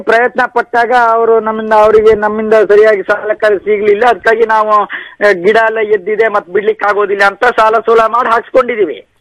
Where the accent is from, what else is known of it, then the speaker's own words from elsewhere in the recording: Sagar, Karnataka, India; ಸಾಗರದಲ್ಲಿ ಸರ್ ನಮ್ದು ಕಲ್ಲಳ್ಳ ಗುಬ್ಬಿಗ ಅಂತ ಬರುತ್ತೆ